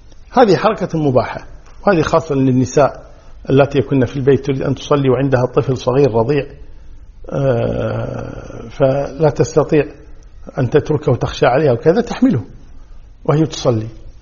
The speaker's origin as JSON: {"language": "Arabic", "country": "Kuwait", "said": "عندنا في الكويت جنوب غرب"}